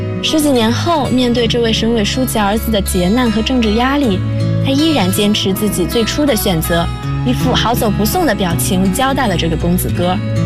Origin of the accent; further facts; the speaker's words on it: Zhangjiakou, Hebei, China; now in Nanjing, China; 来自河北张家口，我在南京大学，距离我的家乡1026公里。